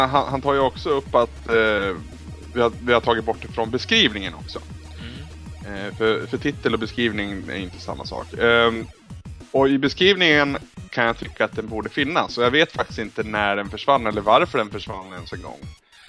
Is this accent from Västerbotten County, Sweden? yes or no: no; Bollnäs, Gävleborg County, Sweden; När jag var hemma i Bollnäs